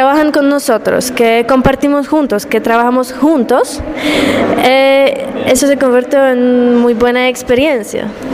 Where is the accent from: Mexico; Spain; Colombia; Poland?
Poland; Spanish is a second language; yo soy de Polonia. Entonces, yo estoy un voluntario en Polonia con la organización de AISEC.